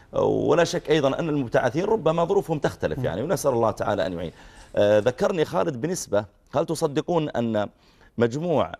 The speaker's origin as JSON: {"language": "Arabic", "country": "Saudi Arabia", "said": "احنا نحمد الله تعالى عندنا في السعوديه التعليم بالمجان"}